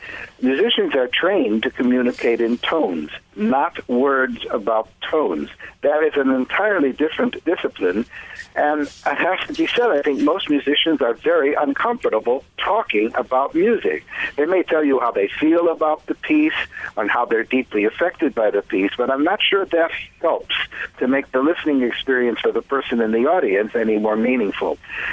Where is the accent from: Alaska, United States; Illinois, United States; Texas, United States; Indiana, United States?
Illinois, United States; Chicago; accent: Chicago; I even give them in London, England, despite my Chicago accent.